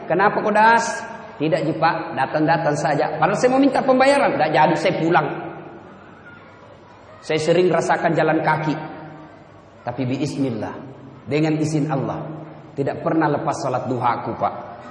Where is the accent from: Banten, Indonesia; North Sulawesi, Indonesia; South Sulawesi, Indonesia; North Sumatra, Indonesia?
South Sulawesi, Indonesia; Pinrang; Naik mobil dari kampung saya di Pinrang, kurang lebih 200 km.